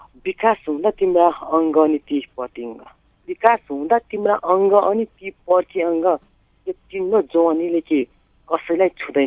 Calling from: Khara, Karnali Province, Nepal; Rukum खाराबाट

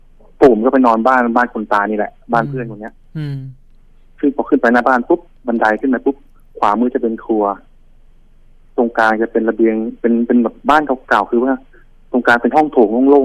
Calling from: Pak Kret, Nonthaburi, Thailand; โทรมาจากปากเกร็ด

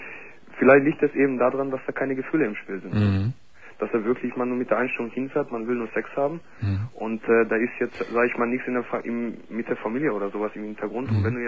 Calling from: Gelsenkirchen, North Rhine-Westphalia, Germany; Ich komme nämlich aus Gelsenkirchen im Ruhrpott.

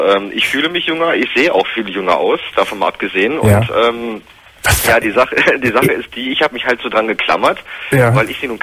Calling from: Hannover, Lower Saxony, Germany; Also ich komme hier aus dem Raum Hannover

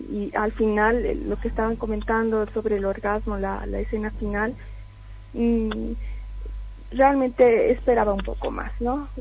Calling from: Villa Copacabana, La Paz, Bolivia; de Villa Copacabana.

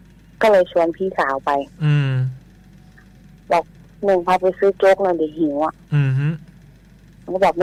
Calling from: Nakhon Ratchasima, Thailand; อยู่โคราชค่ะ

